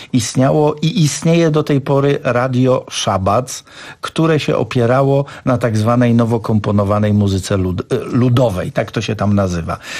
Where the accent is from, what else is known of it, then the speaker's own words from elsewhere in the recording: Serbia; wychowałem się w Serbii